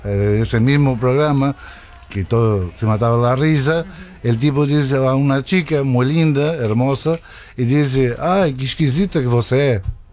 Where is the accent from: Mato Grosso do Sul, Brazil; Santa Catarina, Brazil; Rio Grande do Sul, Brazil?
Santa Catarina, Brazil; Florianópolis; born there; Spanish is a second language; moved away as an adult; Yo nací en Florianópolis.